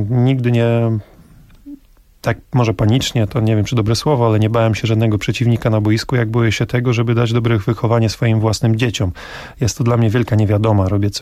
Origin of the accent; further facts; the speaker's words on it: Olsztyn, Warmian-Masurian Voivodeship, Poland; Jestem z Olsztyna, pochodzę z Warmii.